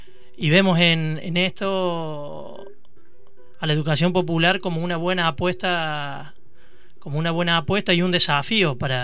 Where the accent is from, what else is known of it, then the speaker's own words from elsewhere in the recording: Oncativo, Córdoba, Argentina; vengo de Oncativo, te corrijo